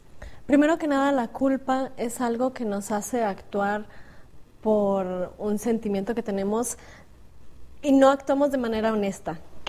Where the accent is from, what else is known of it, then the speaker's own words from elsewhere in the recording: Guadalajara, Jalisco, Mexico; soy de Guadalajara, estudié comunicación visual.